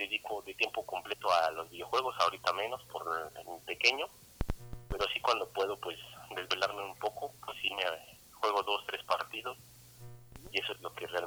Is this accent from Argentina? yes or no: no; Mexico; soy de aquí de México.